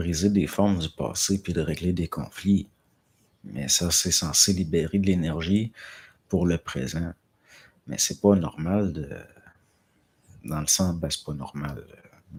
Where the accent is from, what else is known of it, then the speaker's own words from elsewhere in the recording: France; Puis, je ne pense pas, je suis de France.